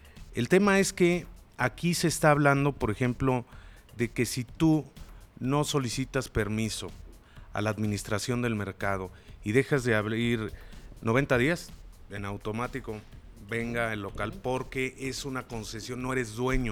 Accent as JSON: {"language": "Spanish", "country": "Mexico", "said": "si como mexicanos no entendemos"}